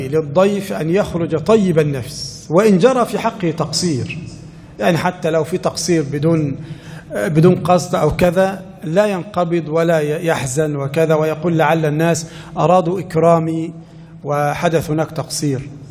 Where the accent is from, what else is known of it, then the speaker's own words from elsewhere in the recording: Egypt; نحن عندنا في مصر لو جاك إنسان يتغدى وقدمت له الشاي أولا